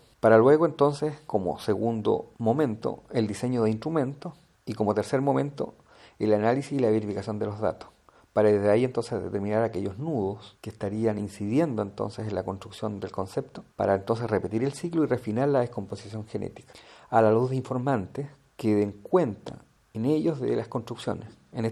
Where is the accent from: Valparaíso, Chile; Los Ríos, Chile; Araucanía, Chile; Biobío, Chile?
Biobío, Chile; Lota; algunas imágenes de mi ciudad natal, Lota, octava región Chile